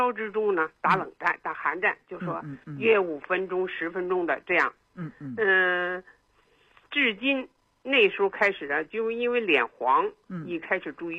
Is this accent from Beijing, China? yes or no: yes; Beijing, China; 我是北京人